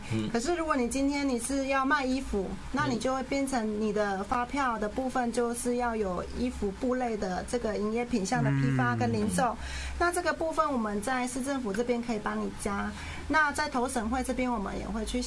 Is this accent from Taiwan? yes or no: yes; Taiwan; 因为我们身为台湾人，